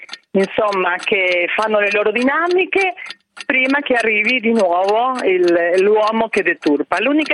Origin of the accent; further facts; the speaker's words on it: Argentina; ballo il tango, sono argentina